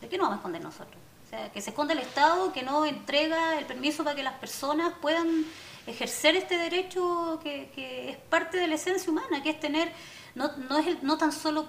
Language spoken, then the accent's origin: Spanish; Valparaíso, Chile; los porteños somos y las porteñas somos bien localistas.